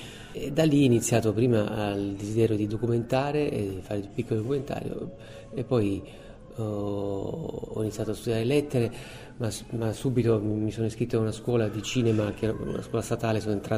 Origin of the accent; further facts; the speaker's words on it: Apulia, Italy; andavo sempre al cinema nelle varie sale che c'erano intorno al mio paese di Bressa